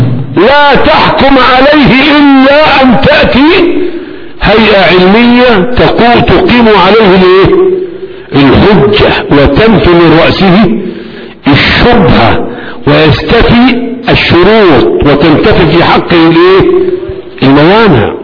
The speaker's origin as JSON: {"language": "Arabic", "country": "Egypt", "said": "أنا مصري هنا، أديت فتوى في مصر"}